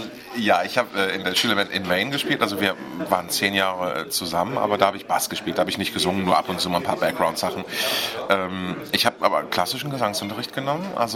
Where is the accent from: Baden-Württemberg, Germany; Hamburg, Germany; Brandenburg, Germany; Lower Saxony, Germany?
Hamburg, Germany; Also hamburgischer geht's gar nicht mehr. Ich bin Hamburger, in Hamburg geboren, meine Eltern sind Hamburger, meine Großeltern, also sowohl mütterlicher als auch väterlicherseits, alles Hamburger Originale.